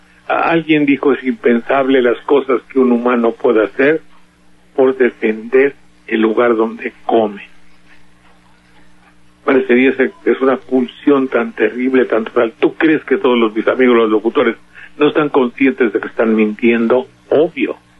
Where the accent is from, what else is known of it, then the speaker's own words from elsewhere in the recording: Veracruz, Mexico; Te digo porque soy veracruzano, vengo de allá.